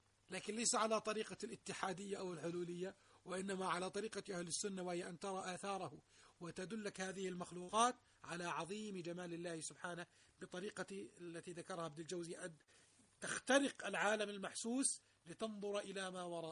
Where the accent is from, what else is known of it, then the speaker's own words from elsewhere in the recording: Jordan; تنزل الناس عندنا في الأردن على البتراء